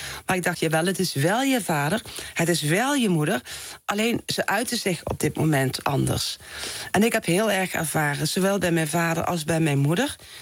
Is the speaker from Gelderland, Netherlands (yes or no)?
no; Someren, North Brabant, Netherlands; in het Brabantse dorp Someren... waar ik opgroeide.